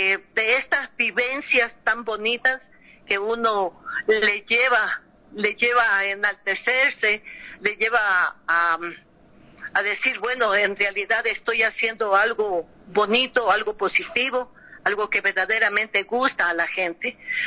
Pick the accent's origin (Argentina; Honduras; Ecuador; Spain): Ecuador; sino también aquí en mi tierra, en el Ecuador.